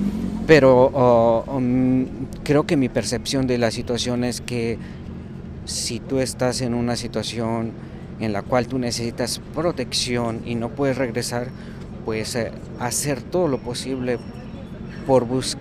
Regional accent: Mexico; moved away; yo salí de México por cuestiones de seguridad

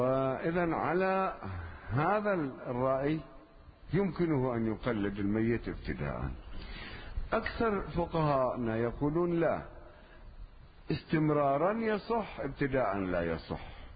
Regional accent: Lebanon; كأن عندنا في لبنان لا يوجد خصوصا من طلبة العلم

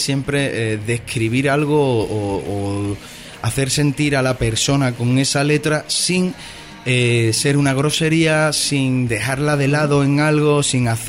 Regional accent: Jerez de la Frontera, Andalusia, Spain; Bueno, yo soy mono y costeño, porque me crié en Cádiz, en Jerez de la Frontera entre Cádiz y eso, así que sí, también, mono y costeño.

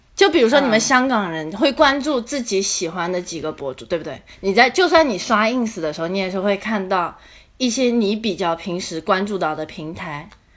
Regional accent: Nanjing, Jiangsu, China; 然后我是南京人

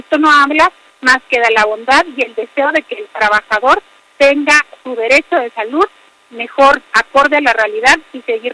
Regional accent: Mexico; Me irrita como mexicana

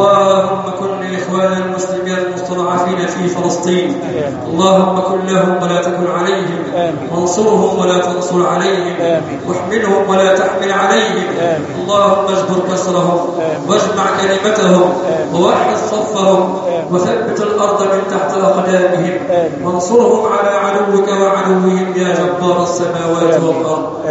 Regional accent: Egypt; اللهم اجعل بلدنا مصر أمنا أمانا صفاء رخاء وسائر بلاد المسلمين.

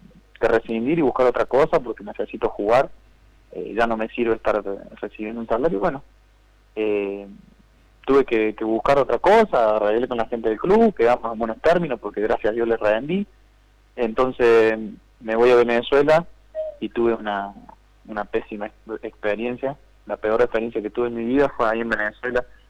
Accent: Malagueño, Córdoba, Argentina; Estoy acá en mi pueblo, yo vivo de Córdoba capital, saliendo un poco yendo para Carlos Paz, que se llama Malagueño.

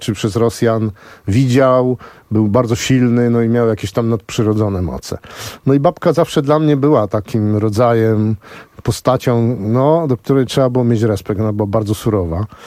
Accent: Starachowice, Świętokrzyskie Voivodeship, Poland; ja się urodziłem na przedmieściu w Starachowicach, ale to tam były, wiesz, stodoły, obory, normalnie jak wioska.

